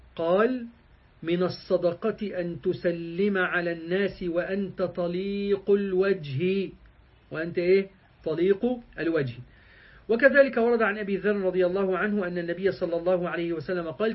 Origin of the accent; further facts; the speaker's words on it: Egypt; اللي هي بنسميها احنا عندنا في مصر الشوربة